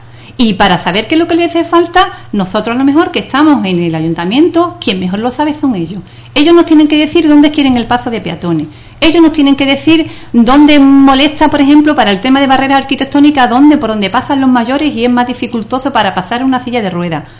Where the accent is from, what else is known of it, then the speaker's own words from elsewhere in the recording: Ubrique, Andalusia, Spain; los ciudadanos somos los ciudadanos de Ubrique, todos en general, somos los que hacemos el pueblo